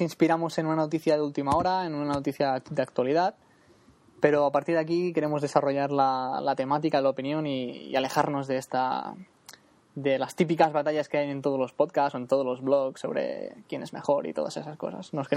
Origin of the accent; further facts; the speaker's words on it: Girona, Catalonia, Spain; de Gerona. Soy, bueno, sí, estoy en Cataluña, no, aún somos parte de España